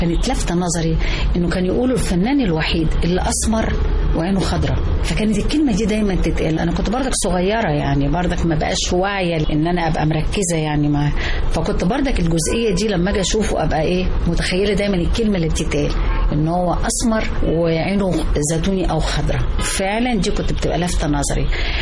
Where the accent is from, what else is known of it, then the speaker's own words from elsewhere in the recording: Egypt; عشاني انا كأم مصرية